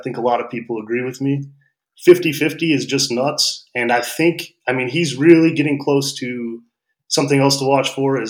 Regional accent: Michigan, United States; And I mean, I grew up in Michigan and we always liked the Tigers.

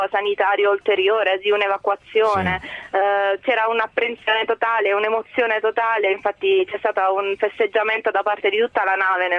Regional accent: Taranto, Apulia, Italy; Io sono di Taranto, quindi fin da piccolina osservavo la Marina dall'esterno e ne ero innamorata

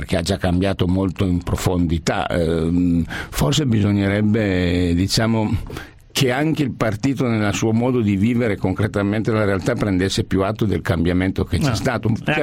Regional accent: Piedmont, Italy; Da piemontese dobbiamo soffrire come i tifosi del Toro, quale io sono.

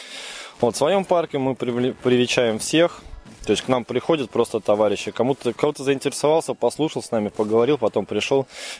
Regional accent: Kaluga, Kaluga Oblast, Russia; Мы приехали на этот фестиваль из Калуги.

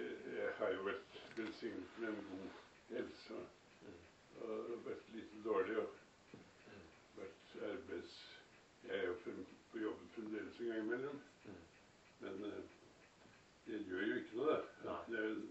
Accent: Moss, Østfold, Norway; born there; Jeg er født i Moss, ja.

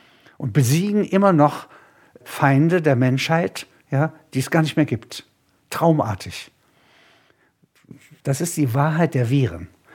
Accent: Halberstadt, Saxony-Anhalt, Germany; eine Backsteinstadt, wie meine Heimatstadt, zerstört wird, hier Zementbauten zerstört werden. Das ist viel wüstenähnlicher. Wir haben in Halberstadt weiße Fahnen gehängt.

